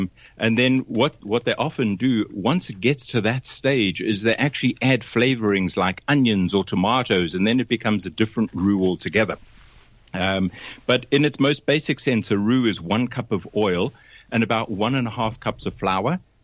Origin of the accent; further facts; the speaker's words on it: South Africa; accent: South African; moved away as an adult; I picked up the phone and phoned them from South Africa in my South African accent.